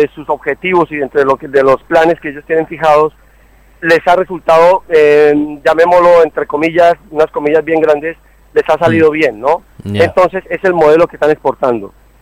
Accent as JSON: {"language": "Spanish", "country": "Colombia", "moved": "as an adult", "lives_now": "Spain", "said": "Sí, yo soy de Colombia, estoy aquí por razones políticas en el País Vasco."}